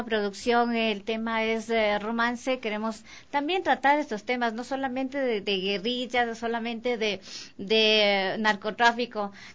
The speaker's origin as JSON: {"language": "Spanish", "country": "Ecuador", "said": "necesitamos apoyarnos como ecuatorianos también"}